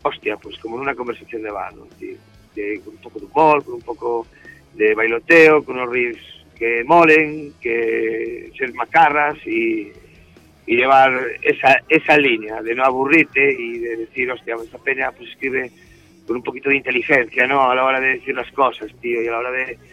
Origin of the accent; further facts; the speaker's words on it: Galicia, Spain; somos gallegos y tenemos una retranca ya jodida